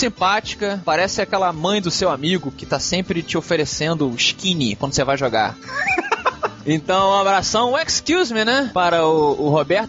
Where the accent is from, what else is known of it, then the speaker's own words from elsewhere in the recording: São Paulo, Brazil; E sou de São Paulo.